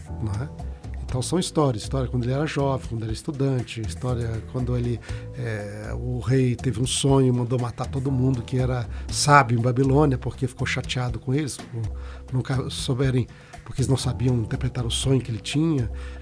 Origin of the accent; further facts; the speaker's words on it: Governador Valadares, Minas Gerais, Brazil; Sou de Mineiro, né? Governador Valadares. Eu me tornei adventista aos 17 anos